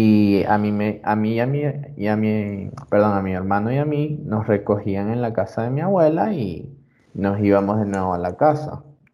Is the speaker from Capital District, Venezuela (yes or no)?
yes; Caracas, Capital District, Venezuela; born there; Nací en 1999 en Venezuela, Caracas, Venezuela.